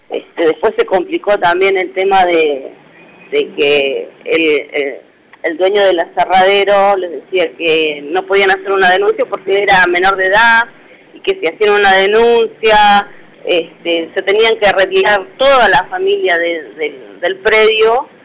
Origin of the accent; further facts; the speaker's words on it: Neuquén, Argentina; born there; Nací en Neuquén Capital, sí.